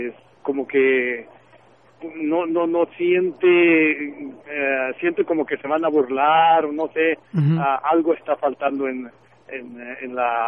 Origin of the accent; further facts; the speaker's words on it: Sacramento, California, United States; yo soy de Sacramento.